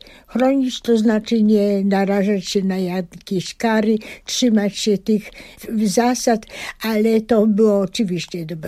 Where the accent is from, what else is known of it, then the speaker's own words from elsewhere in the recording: Pabianice, Łódź Voivodeship, Poland; also born or lived in Biała; Ja urodziłam się na wsi w Białej koło Zgierza i to była właśnie początek mojego życia. Potem ze względu na szkoły rodzice postarali się przenieść do Pabianic, bo córki już dojrzały i jeszcze nadawały do pójścia do gimnazjum. No i ja oczywiście chodziłam do szkoły już w Pabianicach.